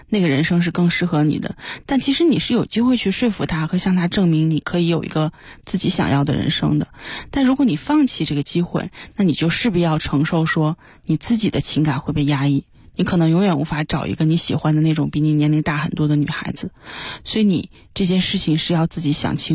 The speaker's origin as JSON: {"language": "Chinese", "country": "China", "said": "其实这个就是一个我们中国人对孝道的一个理解哈。"}